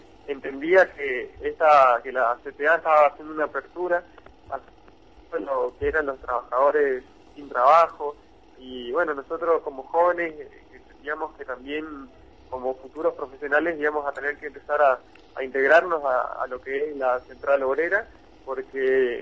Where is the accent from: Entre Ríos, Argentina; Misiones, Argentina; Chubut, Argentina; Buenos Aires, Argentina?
Misiones, Argentina; Posadas; yo soy de Posadas, soy de acá de la ciudad de Posadas, estudiante universitario, dentro de la juventud de la CTA.